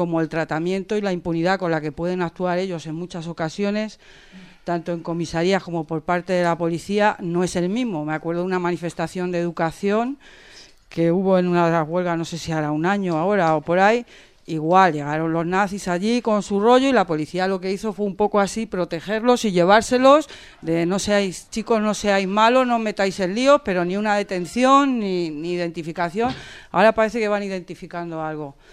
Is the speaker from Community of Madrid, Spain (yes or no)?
yes; Madrid, Community of Madrid, Spain; Yo soy del barrio de Vallecas, de un barrio obrero